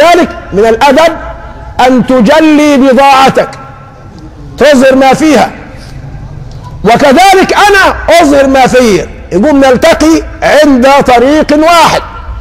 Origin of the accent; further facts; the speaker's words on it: Egypt; ده دي حالنا كمصريين مسلمين.